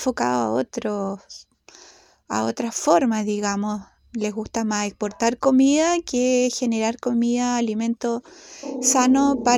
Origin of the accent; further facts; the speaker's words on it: Gualañé, Biobío, Chile; Soy de Gualañé y mi lugar de origen de nacimiento es Mewimapu.